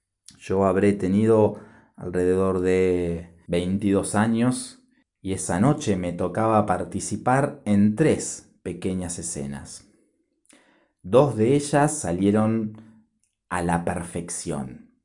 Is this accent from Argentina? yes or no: yes; Rosario, Santa Fe, Argentina; born there; Lila es de mi ciudad natal, de Rosario, en Argentina.